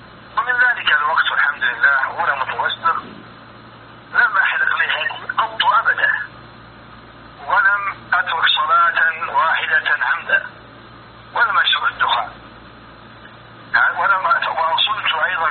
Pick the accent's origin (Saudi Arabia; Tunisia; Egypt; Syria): Saudi Arabia; Riyadh, Riyadh Province; born there; أنا ولدت في مدينة الرياض عام 76 هجرية